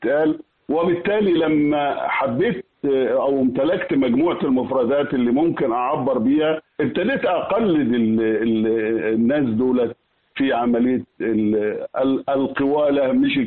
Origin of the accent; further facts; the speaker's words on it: Al-Hamamiya, Asyut Governorate, Egypt; قريه الهمامية التابعه لمركز البدائل بمحافظة أسيوط.